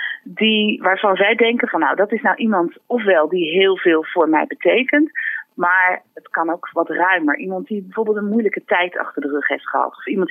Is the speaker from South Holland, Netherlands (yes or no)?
yes; Rotterdam, South Holland, Netherlands; En zelf kom ik ook uit Rotterdam-Zuid en ben professioneel violiste.